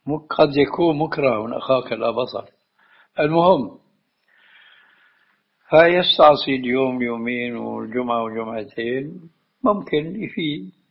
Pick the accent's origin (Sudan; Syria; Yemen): Syria; عندنا في الشام وقعت الحادثة التالية